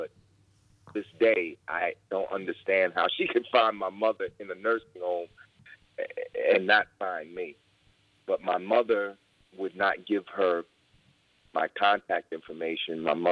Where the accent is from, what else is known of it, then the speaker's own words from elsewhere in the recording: Newark, New Jersey, United States; also born or lived in Washington, D.C.; So although I was born in Washington, D.C., I grew up and became an adult while I was living in Newark, New Jersey.